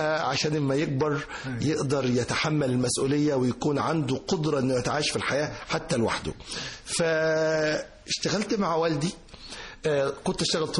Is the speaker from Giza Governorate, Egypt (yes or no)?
yes; Giza, Giza Governorate, Egypt; فانا قلت له انا من الجيزة، وجيزة فيهاش رز، فاحنا الجيزة بتزرع قمح.